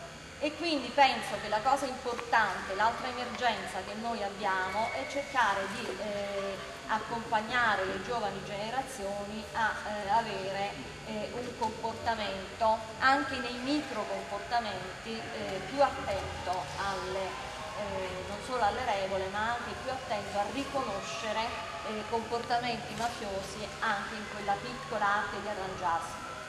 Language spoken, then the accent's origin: Italian; Caserta, Campania, Italy; io sono di Caserta